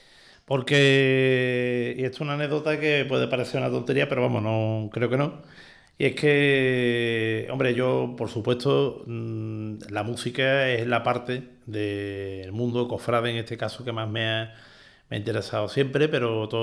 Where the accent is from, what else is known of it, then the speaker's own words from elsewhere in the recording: Seville, Andalusia, Spain; born there; estábamos en Triana, en la calle Trabajo, que es donde yo nací